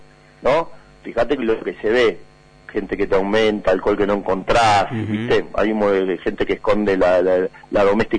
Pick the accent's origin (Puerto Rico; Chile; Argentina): Argentina; Ahora vamos a ver qué nos pide a nosotros como argentinos, ¿no?